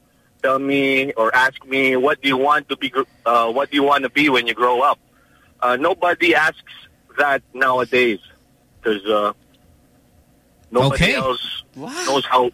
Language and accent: English; Las Piñas, Metro Manila, Philippines; and I'm from Las Piñas.